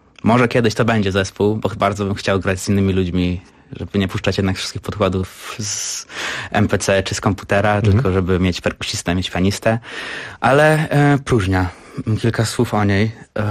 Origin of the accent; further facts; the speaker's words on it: Gdańsk, Pomeranian Voivodeship, Poland; moved away as an adult; also born or lived in Frankfurt am Main; now in Berlin, Germany; urodziłem się we Frankfurcie nad Menem. Aha. Mieszkałem tam przez 6 lat, potem się wyprowadziłem z moją rodzinką do Gdańska i tam całe swoje życie spędziłem, do szkoły chodziłem i w Berlinie mieszkam od września zeszłego roku